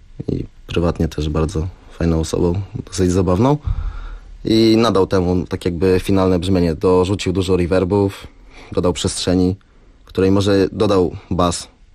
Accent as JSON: {"language": "Polish", "town": "Olsztyn", "region": "Warmian-Masurian Voivodeship", "country": "Poland", "lives_now": "Poznań, Poland", "said": "ja mieszkam w Poznaniu na co dzień i Bartek tak samo. Bartek pochodzi z Gorzowa, ja pochodzę z Olsztyna."}